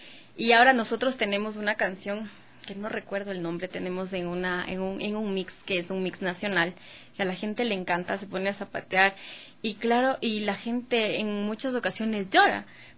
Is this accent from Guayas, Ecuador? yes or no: no; Latacunga, Cotopaxi, Ecuador; Somos unos difíciles los de la Tacunga.